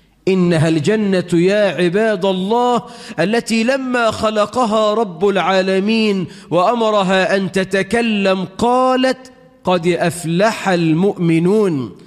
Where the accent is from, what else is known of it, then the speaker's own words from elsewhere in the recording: Egypt; اللهم اجعل بلدنا مصر أمنا أمانا، رخاء سخاء